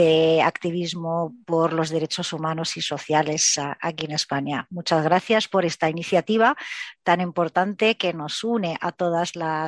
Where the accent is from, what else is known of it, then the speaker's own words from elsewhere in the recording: Palestine; now in Madrid, Spain; soy palestina, fundadora del Movimiento de Mujeres Palestinas aquí en el Estado español